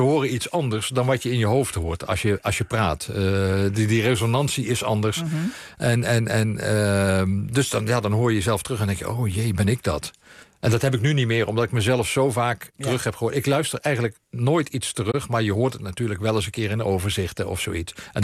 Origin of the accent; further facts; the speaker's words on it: Limburg, Netherlands; also born or lived in East Groningen; Ik kom zelf uit Limburg en dan...